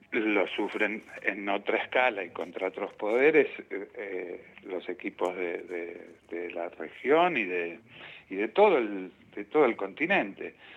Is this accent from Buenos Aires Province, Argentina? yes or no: yes; Ramos Mejía, Buenos Aires Province, Argentina; yo soy de Ramos Mejía, de La Matanza, y para mí La Lucila del Mar es como Ramos Mejía, pero con mar